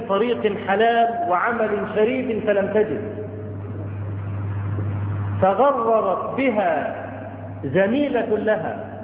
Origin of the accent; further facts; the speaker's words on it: Cairo, Cairo Governorate, Egypt; فهناك عندنا في القاهرة